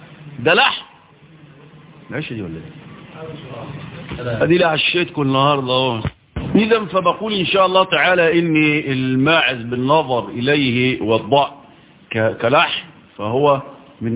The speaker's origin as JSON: {"language": "Arabic", "country": "Egypt", "said": "عندنا في مصر"}